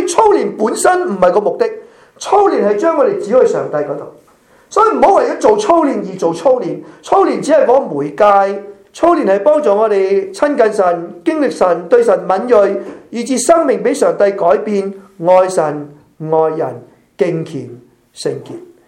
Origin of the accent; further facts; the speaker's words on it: Malaysia; also born or lived in Hong Kong / Europe; 我在马来西亚出世长大，我在香港读神学，香港牧会，后来去了欧洲宣教，现在在这里侍奉。我们在四个地方生活过